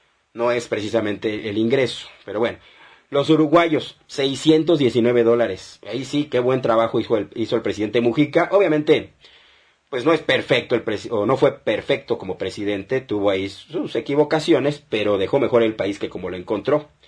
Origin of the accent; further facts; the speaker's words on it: Mexico; como mexicanos, tenemos que tener una unión